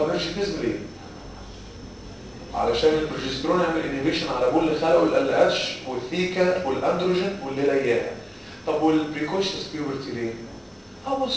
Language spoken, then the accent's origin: Arabic; Egypt; احنا كمصريين بناكل وننكر وننسى.